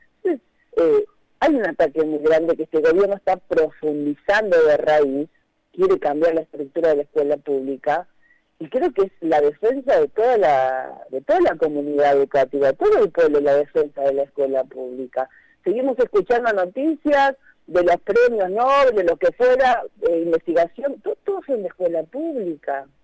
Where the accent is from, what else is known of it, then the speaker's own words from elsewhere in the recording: Argentina; Es una cosa que realmente a uno como argentino, yo como docente siempre estudié en la escuela pública